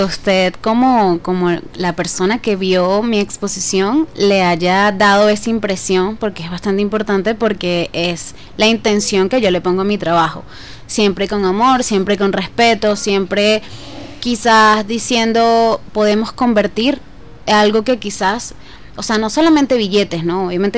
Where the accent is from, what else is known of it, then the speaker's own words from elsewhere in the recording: Caracas, Capital District, Venezuela; en lo particular como caraqueña, como venezolana, me dolía